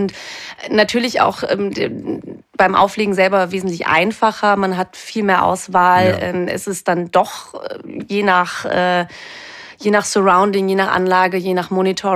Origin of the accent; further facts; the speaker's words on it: Cologne, North Rhine-Westphalia, Germany; now in Vienna, Austria; Genau, also ich komme eigentlich aus Köln und lebe seit anderthalb Jahren in Wien.